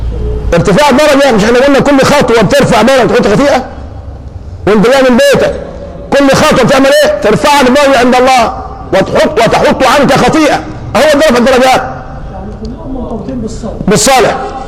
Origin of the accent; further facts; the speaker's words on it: Egypt; انت عندنا في مصر يوم ما الشمس تشتد ما بتسخنش الفنتاز ولا بتسخنه